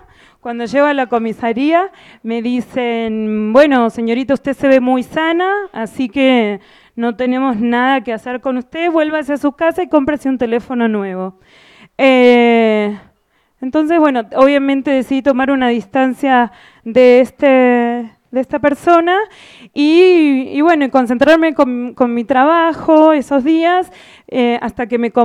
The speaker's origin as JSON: {"language": "Spanish", "country": "Argentina", "said": "soy de Argentina."}